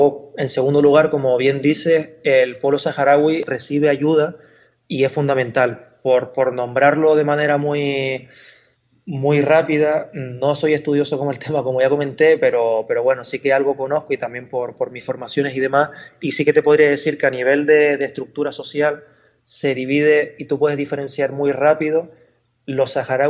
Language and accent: Spanish; Canary Islands, Spain; como canarios y como canarias que somos, reivindicar que somos africanas